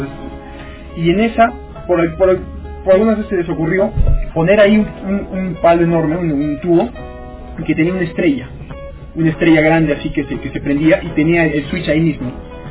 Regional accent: Cuajone, Moquegua, Peru; yo crecí en Coajone, en el campamento de la Sauder.

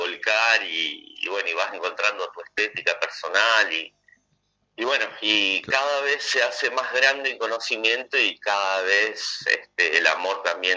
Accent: Monte Caseros, Corrientes, Argentina; moved away; me inicié en un grupo en mi pueblo, que es Montecaseros, en Corrientes

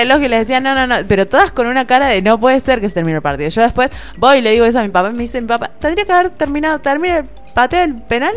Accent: Argentina; soy argentina

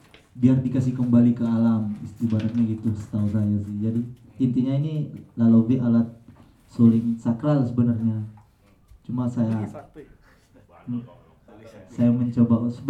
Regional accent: Palu, Central Sulawesi, Indonesia; Ini kebetulan saya dari Sulawesi Tengah, Palu.

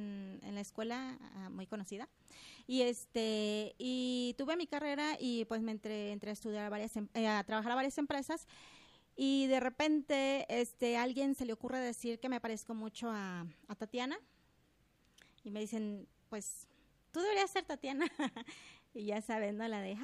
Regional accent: Guadalajara, Jalisco, Mexico; Yo soy originaria de aquí, Guadalajara.

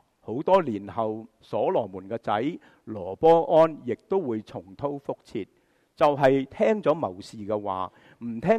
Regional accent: Guangdong, China; 就好像我们广东人讲乜嘢啊？

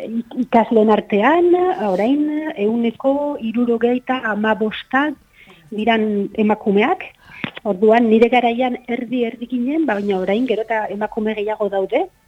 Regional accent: San Sebastián, Basque Country, Spain; born there; ni sortzez Donostiarra naiz, orduan ba irian jaio nintzen

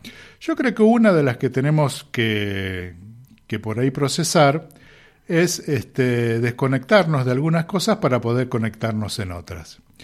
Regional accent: Buenos Aires, Argentina; en el caso mío, que venimos de Buenos Aires

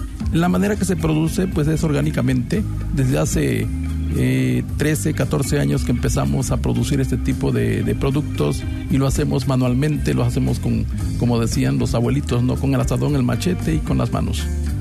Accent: Ignacio Zaragoza, Veracruz, Mexico; vengo de Ignacio Zaragoza, municipio de Misantla, de este bello estado de Veracruz.

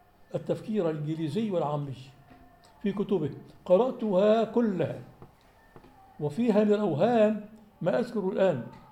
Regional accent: Syria; عندما قام الانفصال عندنا في سوريا منذ 50 سنة

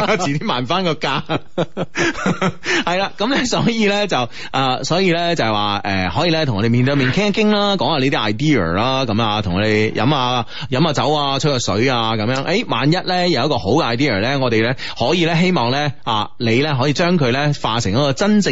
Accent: Guangdong, China; 我哋广东人都应该有一出我哋广东电影啦，系咪先？

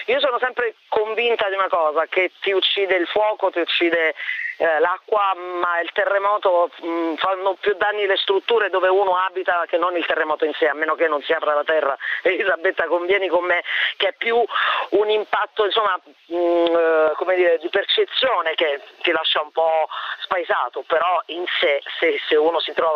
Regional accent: L'Aquila, Abruzzo, Italy; Considerato che io vengo dall'Aquila, insomma, è stato un déjà vu terribile.

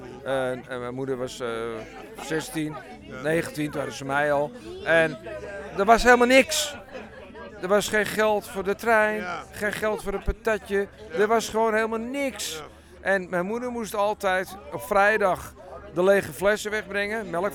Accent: North Holland, Netherlands; also born or lived in Amsterdam; Ja, heel lang al. Vanaf mijn 9e jaar. Ik ben nu 61. En vanaf mijn 9e jaar, dan zit ik alweer 52 jaar in de Zaanstreek.

